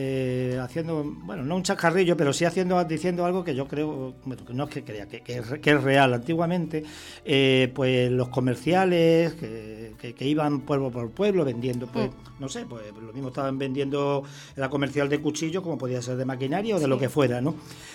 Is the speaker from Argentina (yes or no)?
no; Extremadura, Spain; now in Canary Islands, Spain; yo digo que soy un extremeño canarizado, ¿no? O al contrario, podría decir que soy un canario extremeñizado